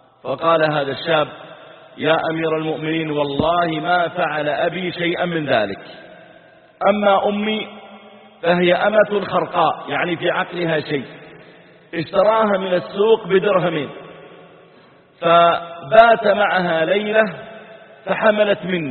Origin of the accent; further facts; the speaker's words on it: Mazal, Saudi Arabia; وأذكر أن في قريتنا عندنا قرية على طريق مكة اسمها مزعل، قرية صغيرة،